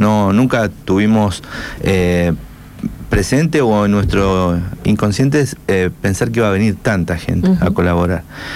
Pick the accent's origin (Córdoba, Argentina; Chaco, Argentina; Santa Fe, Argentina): Santa Fe, Argentina; Rosario; Como rescatista, como bombero, como rosarino.